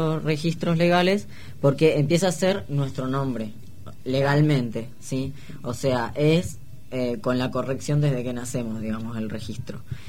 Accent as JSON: {"language": "Spanish", "town": "La Plata", "region": "Buenos Aires Province", "country": "Argentina", "tie": "born there", "said": "yo nací acá en La Plata"}